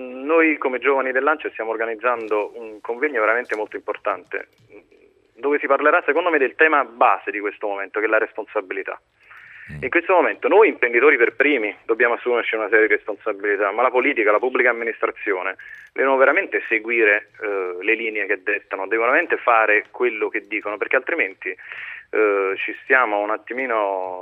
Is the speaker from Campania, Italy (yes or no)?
yes; Naples, Campania, Italy; Nei territori un attimino più degradati del meridione, io vengo da Napoli